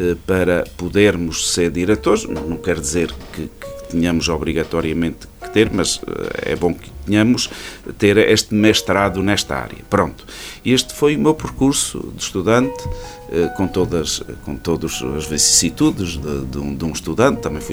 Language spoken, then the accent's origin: Portuguese; Ervedal, Centro, Portugal; eu nasci aqui, eu sou natural de Oliveira, do Arvedal, de Oliveira do Hospital.